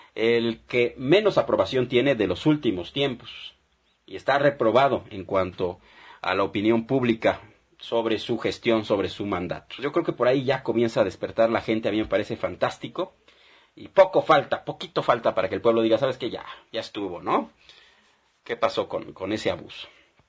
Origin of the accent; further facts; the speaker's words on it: Mexico; como pueblo mexicano, como ciudadanos, tendríamos que alzar la voz